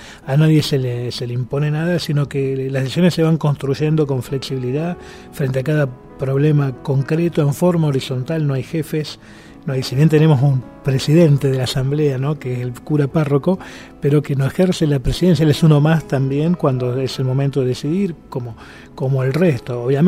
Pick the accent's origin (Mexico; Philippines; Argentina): Argentina; soy occidental, europeo, soy argentino, pero soy europeo, ¿no? Hablo un idioma europeo, desciendo de europeos. Tengo una educación europea